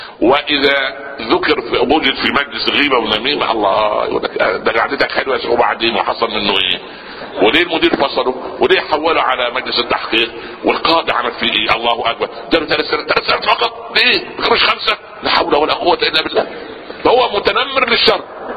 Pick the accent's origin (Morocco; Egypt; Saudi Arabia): Egypt; Upper Egypt; في مثل عندنا في الصعيد